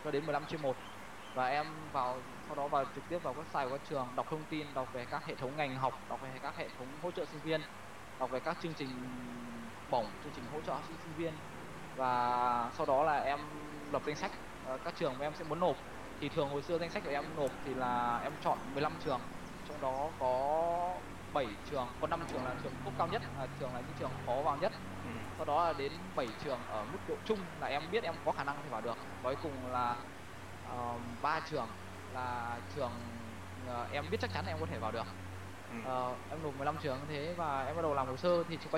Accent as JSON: {"language": "Vietnamese", "region": "Thai Nguyen", "country": "Vietnam", "said": "thì bởi vì là em là người Thái Nguyên, mà ở Thái Nguyên trước cái đây 56 năm thì rất là ít các trung tâm tư vấn du học"}